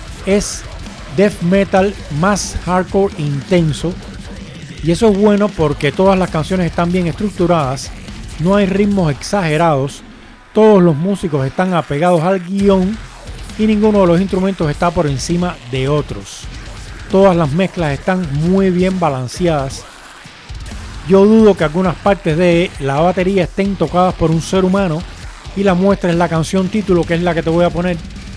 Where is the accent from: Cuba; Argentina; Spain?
Cuba; Ustedes, si eres nuevo aquí, no sabes que yo soy cubano. Cuando en Cuba ponían el Mundial de Atletismo